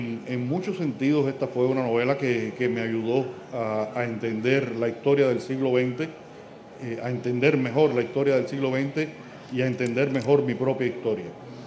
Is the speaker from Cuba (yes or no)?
yes; Cuba; como escritor cubano que recibí esa historia y que la transmito a los lectores